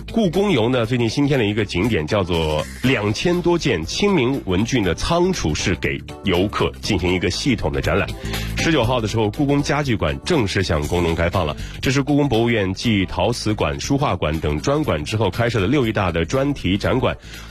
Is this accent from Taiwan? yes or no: no; Weifang, Shandong, China; 作为一个山东人呢，其实我是山东潍坊人